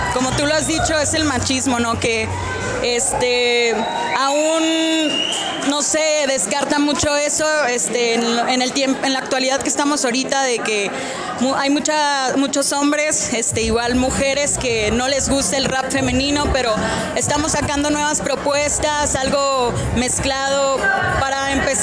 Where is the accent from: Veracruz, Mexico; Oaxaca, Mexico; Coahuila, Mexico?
Coahuila, Mexico; Saltillo; vengo de Saltillo.